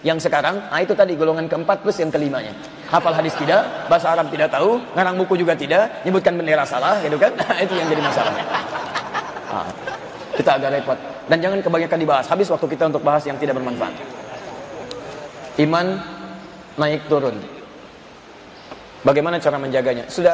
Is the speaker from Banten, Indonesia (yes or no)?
yes; Serang, Banten, Indonesia; Saya dari Serang.